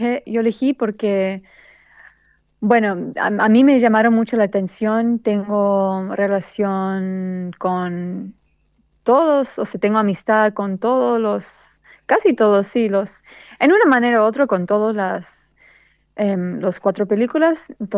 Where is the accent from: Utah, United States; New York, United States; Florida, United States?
New York, United States; now in Tunuyán, Argentina; ahorita estoy, de hecho estoy quedando por un tiempo acá en Tunuyán, pero originalmente soy de Nueva York, pero con papás argentinos. Bueno, mi mamá es de Argentina, mi papá es boliviano.